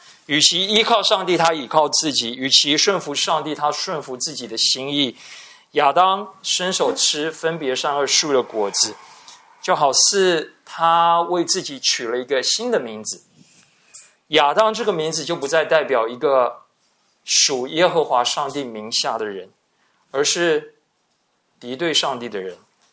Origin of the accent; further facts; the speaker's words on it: Taiwan; 我们台湾人是很重视姓名的